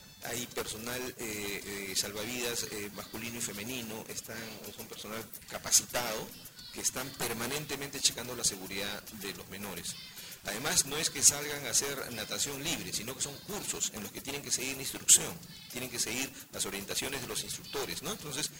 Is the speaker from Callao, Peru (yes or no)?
yes; Callao, Peru; Mira, somos del Callao, nos deberíamos preciar de ser buenos nadadores porque tenemos el mar de Grau aquí a puertas